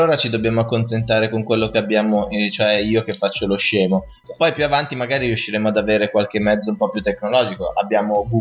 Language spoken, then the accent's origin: Italian; Vigevano, Lombardy, Italy; noi siamo di Vigevano, una città sperduta a 30-35 km da Milano